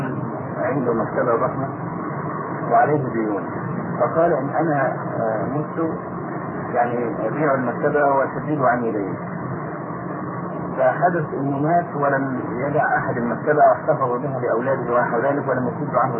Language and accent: Arabic; Egypt; يعني احنا عندنا في مصر الموظف ياخد 40 جنيه مثلا